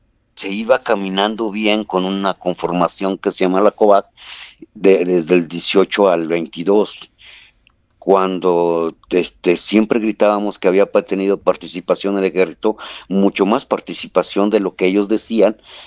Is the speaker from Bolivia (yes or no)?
no; Tlaxcala, Mexico; vivimos a 9 horas de la escuela, o sea, nosotros somos de Tlaxcala, un estado del centro del país